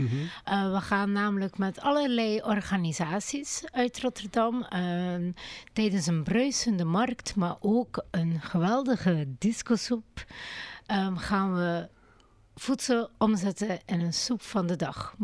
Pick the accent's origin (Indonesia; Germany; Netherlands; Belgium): Belgium; Maar ik ben Belg.